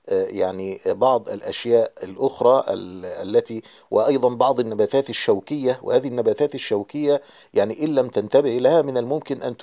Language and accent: Arabic; Egypt; لما علم أني مصري وأني أتيت من مصر من أجل زيارة الشيخ